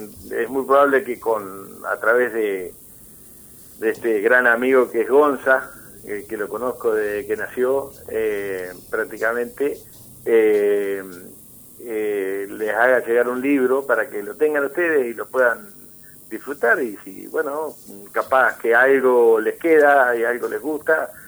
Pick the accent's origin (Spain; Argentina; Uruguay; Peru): Uruguay; Pero verdaderamente somos uruguayos, esa es la verdadera nacionalidad que debería imponerse en el país, ¿no? Y ser uruguayo es un orgullo, ¿no?